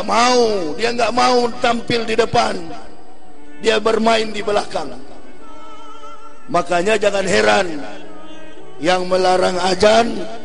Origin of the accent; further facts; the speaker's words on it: Manado, North Sulawesi, Indonesia; Kampung saya di Manado